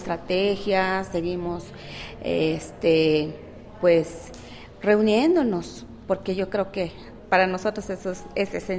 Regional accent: Hopelchén, Campeche, Mexico; Buenas tardes … vengo del estado de Campeche, municipio de Jopelchen

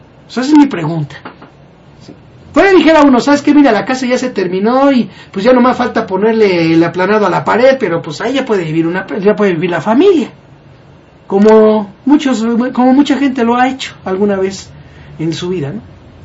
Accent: Mexico; que somos los mexicanos, que como sociedad tenemos que iniciar ese cambio

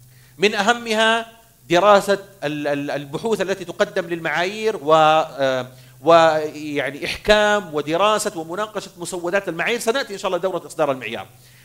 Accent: Saudi Arabia; now in Bahrain; أنا سعودي أعمل في البحرين، فأنا أعد في نظرة أيوفي بحريني

